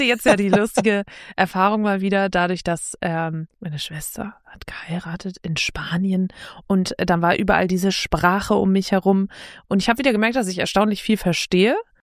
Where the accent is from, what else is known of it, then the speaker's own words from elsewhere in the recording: Northern Germany, Germany; Ich komme ja aus dem Norden, da fehlt mir die Bildung.